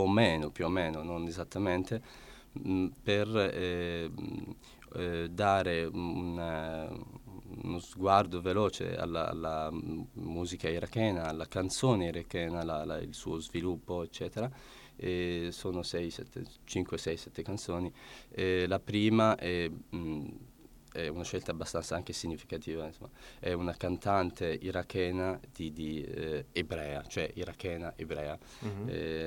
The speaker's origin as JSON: {"language": "Italian", "country": "Iraq", "second_language": "Italian", "moved": "yes", "lives_now": "Italy", "said": "sia nel paese natio, cioè nel mio paese, l'Iraq, sia qui in Italia"}